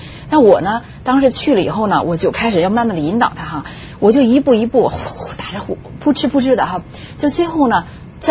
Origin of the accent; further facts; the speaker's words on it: China; 我觉得我作为中国人，我不能对得起他们。